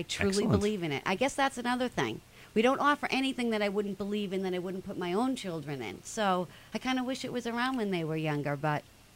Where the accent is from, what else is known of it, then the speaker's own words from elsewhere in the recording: Billerica, Massachusetts, United States; I am from Billerica, so Billerica is very, very near and dear to my heart.